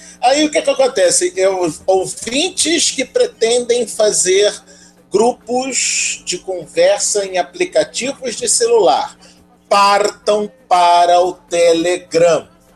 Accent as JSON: {"language": "Portuguese", "country": "Brazil", "said": "A gente é brasileiro, ruê!"}